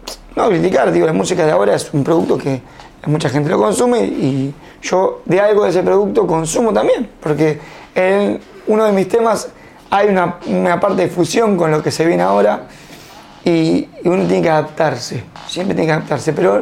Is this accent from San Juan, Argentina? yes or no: no; Cañuelas, Buenos Aires Province, Argentina; me siento muy orgulloso de ser cañulense